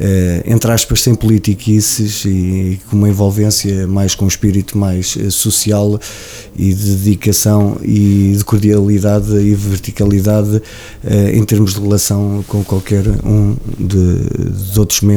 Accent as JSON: {"language": "Portuguese", "town": "Oliveira do Hospital", "region": "Coimbra", "country": "Portugal", "said": "é o orgulho de ser oliveirense, e a qualquer lado que eu vá faço questão de dizer que sou de Oliveira Hospital, sou de um puro, entre aspas, também serrano"}